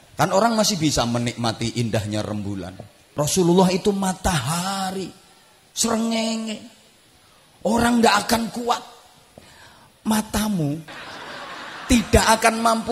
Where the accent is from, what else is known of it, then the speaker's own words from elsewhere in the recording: Indonesia; Aku mencintai Indonesia karena aku dilahirkan di Indonesia.